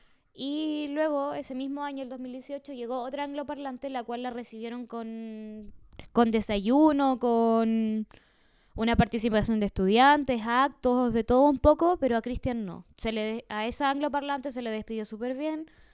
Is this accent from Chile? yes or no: yes; Puerto Cisnes, Aysén, Chile; estudiantes y profesores están en paro por lo que está pasando en el país y su pueblo, que también es mi pueblo